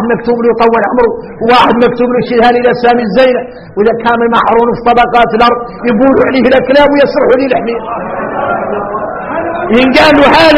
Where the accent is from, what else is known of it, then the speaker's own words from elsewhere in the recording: Mauritania; نحن موريتاني عندنا الاحوال عندنا الاحوال